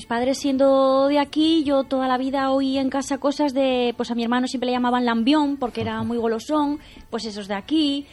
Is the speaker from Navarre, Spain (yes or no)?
no; Torrelavega, Cantabria, Spain; yo soy de Torlavega. Y mis padres de aquí, de Campuzano y Sierra Pando, o sea que soy muy muy de aquí.